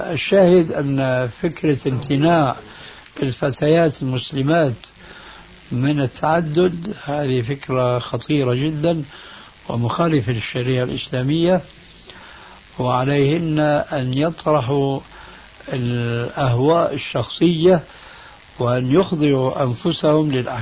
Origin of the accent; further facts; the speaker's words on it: Syria; لما انسحب الإفرنسيون من بلادكم الجزائر أو من بلادنا سوريا أو من غيرها